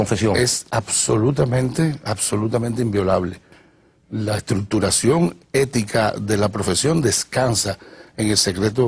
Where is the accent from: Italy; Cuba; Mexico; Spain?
Cuba; Havana; Yo nací en Cayo Hueso. Sigo viviendo en Cayo Hueso, aunque vivo ahora en El Vedado. Pero mi estilo de vida quedó marcado por Cayo Hueso, el concepto del barrio